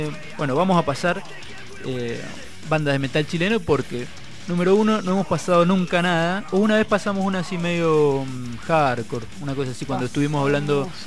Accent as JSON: {"language": "Spanish", "region": "Mendoza", "country": "Argentina", "said": "como yo soy de Mendoza."}